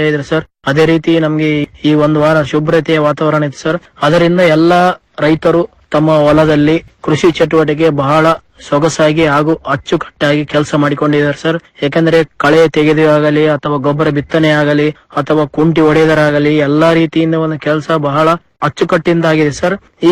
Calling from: Matamari, Karnataka, India; ರಾಯಚೂರು ಜಿಲ್ಲೆ ರಾಯಚೂರು ತಾಲೂಕು ಮಠಮಾರಿ ಗ್ರಾಮದಿಂದ

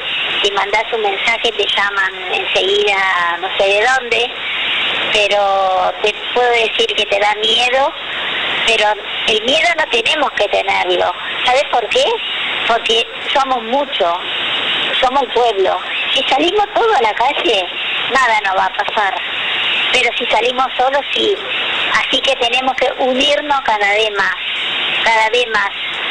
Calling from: Lanús, Buenos Aires Province, Argentina

